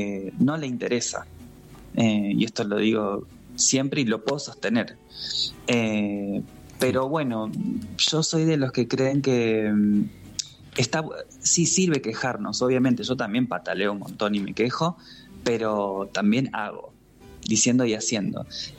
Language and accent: Spanish; Santa Rosa, Argentina; also born or lived in Merlo; Pero me crié en Santa Rosa.